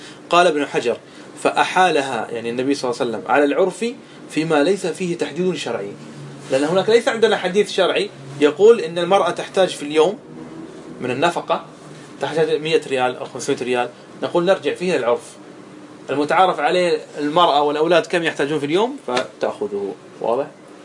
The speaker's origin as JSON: {"language": "Arabic", "country": "Qatar", "said": "وعندنا في قطر نسلم فقط من جهة واحدة"}